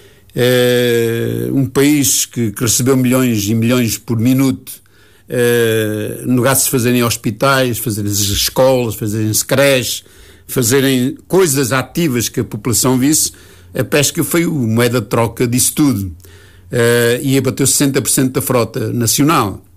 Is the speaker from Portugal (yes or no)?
yes; Nazaré, Leiria, Portugal; Portanto, eu candidato para Nazaré, porque é a minha terra, sempre olhei com muita atenção o que se passava na minha terra